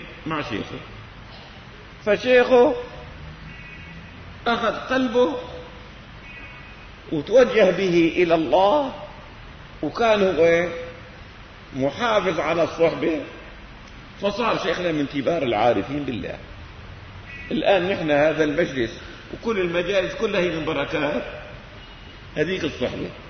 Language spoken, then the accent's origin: Arabic; Syria; لكن في منهم من اللي عندنا بسوريا بيغالوا.